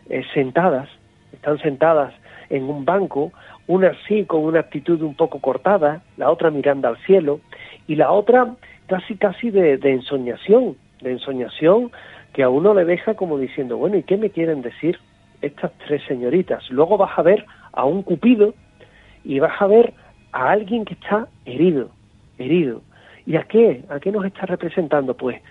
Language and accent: Spanish; Seville, Andalusia, Spain; algo que te explica la historia de mi tierra, el Ayuntamiento de Sevilla.